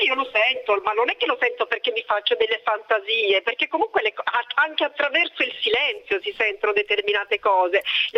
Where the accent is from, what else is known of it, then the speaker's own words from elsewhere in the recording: Sicily, Italy; now in Florence, Italy; sono siciliana anch'io come Lara, abito a Firenze da tantissimi anni